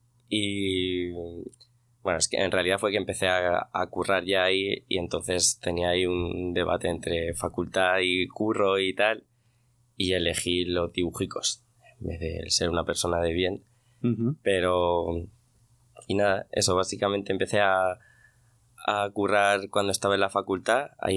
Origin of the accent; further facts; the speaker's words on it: Albacete, Castilla-La Mancha, Spain; Yo soy de Albacete. Que eso es muy importante.